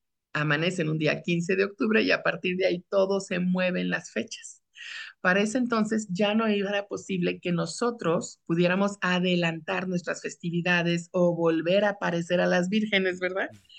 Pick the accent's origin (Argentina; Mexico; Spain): Mexico; Pero todo esto surgió del sincretismo de nuestra realidad actual como mexicanos.